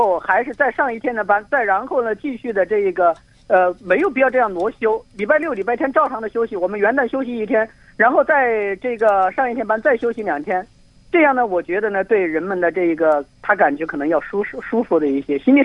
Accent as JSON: {"language": "Chinese", "region": "Hubei", "country": "China", "said": "我来自湖北。"}